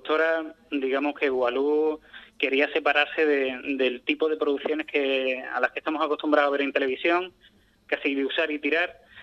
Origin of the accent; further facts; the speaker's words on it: Ubrique, Andalusia, Spain; Yo ya venía de serie sabiendo y conociendo un poco todo lo que se hace en mi pueblo